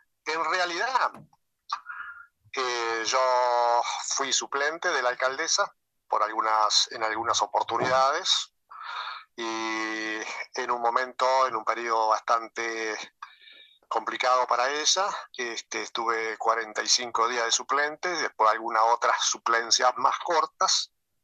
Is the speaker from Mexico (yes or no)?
no; Constancia, Paysandú, Uruguay; hace 40 años que yo estoy acá. Sí, en febrero hizo 40 años. Yo soy oriundo de Constancia.